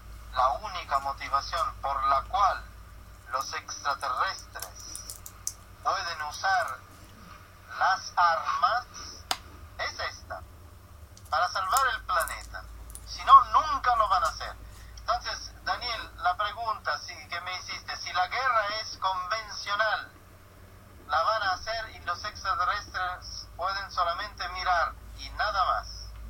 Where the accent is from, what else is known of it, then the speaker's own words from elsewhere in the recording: Sicily, Italy; Spanish is a second language; Descubrí que en Sicilia, en mi tierra